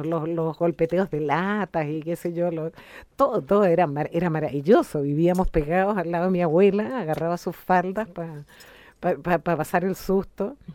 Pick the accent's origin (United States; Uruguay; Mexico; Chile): Chile; Santiago, Santiago Metropolitan Region; born there; Mira, yo nací en Santiago de Chile.